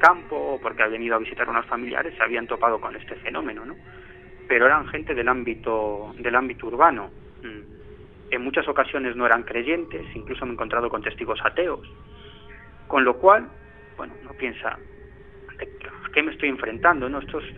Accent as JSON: {"language": "Spanish", "region": "Galicia", "country": "Spain", "said": "Yo soy gallego, por lo tanto, ¿qué voy a decir yo de Galicia?"}